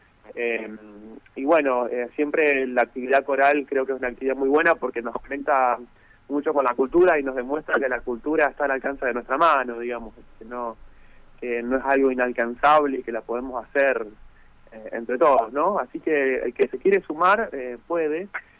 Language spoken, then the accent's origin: Spanish; Gálvez, Santa Fe, Argentina; yo soy de Galvez